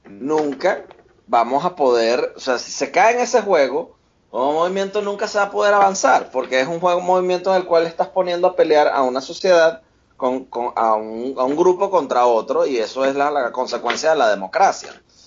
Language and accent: Spanish; Venezuela; hablo, obviamente, esto es hablando como un venezolano que está viendo la sociedad mexicana desde afuera